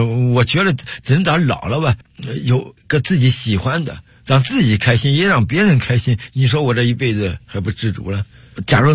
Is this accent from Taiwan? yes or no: no; Henan, China; now in Beijing, China; 我来北京怎么打的天下，就是我是河南人